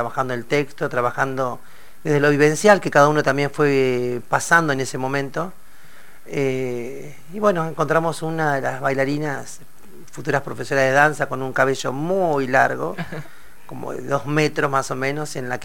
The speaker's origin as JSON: {"language": "Spanish", "town": "Sierra Grande", "region": "Río Negro", "country": "Argentina", "tie": "born or raised there", "moved": "as an adult", "said": "yo vengo de la Patagonia, de Sierra Grande, Río Negro, 1200 kilómetros, ahí cerquita de la península de Valdés. Un día decidí con 19 años decir, bueno, me voy a la ciudad."}